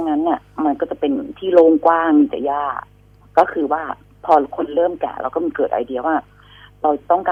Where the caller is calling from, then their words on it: Phra Nakhon Si Ayutthaya, Thailand; ตอนนี้อยู่อยุธยาค่ะนวนครค่ะ